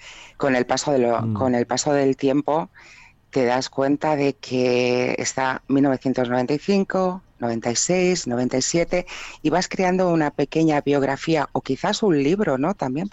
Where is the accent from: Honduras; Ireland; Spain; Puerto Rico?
Spain; Barcelona, Catalonia; aquí en Cataluña, porque yo soy catalana, soy de aquí de Barcelona